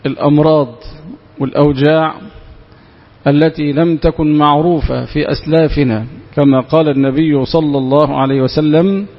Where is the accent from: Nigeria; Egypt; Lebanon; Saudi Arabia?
Egypt; حتى إن القانون عندنا في مصر يخفف العقوبة